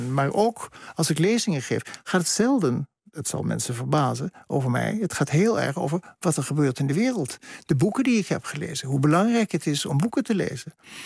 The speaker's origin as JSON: {"language": "Dutch", "town": "Bergen aan Zee", "region": "North Holland", "country": "Netherlands", "tie": "born or raised there", "said": "En als kind in Berg aan Zee sprak je een soort kalte kiep van Duits."}